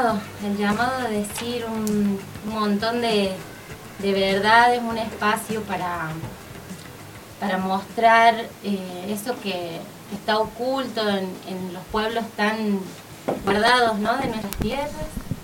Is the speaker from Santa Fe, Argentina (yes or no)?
no; Chilecito, La Rioja, Argentina; soy de Chilecito, La Rioja.